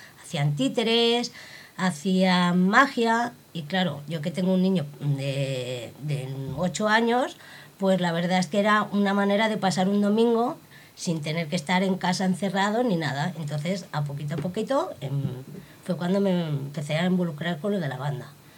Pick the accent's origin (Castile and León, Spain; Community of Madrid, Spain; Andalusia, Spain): Community of Madrid, Spain; Madrid; yo soy de la calle Escalonilla, aquí al lado.